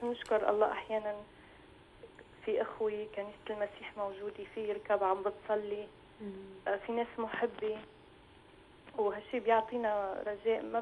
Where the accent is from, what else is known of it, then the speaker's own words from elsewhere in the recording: Syria; now in Lebanon; طبعا أنا من سوريا كمان.